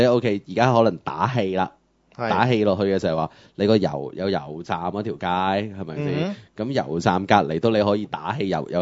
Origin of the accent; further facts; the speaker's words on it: Hong Kong; 即係我哋香港人又好，甚至其他嘅人對於佢嘅汽車個款式嚟講先啦